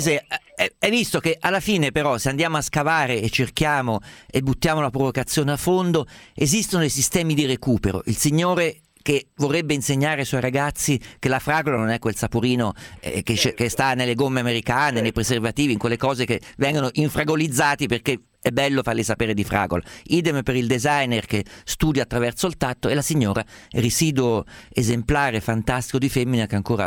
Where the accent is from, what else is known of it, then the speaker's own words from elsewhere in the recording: Umbria, Italy; Guarda, io sono umbro, ero abituato a mangiare l'aglio a pezzi strofinato sulla bruschetta.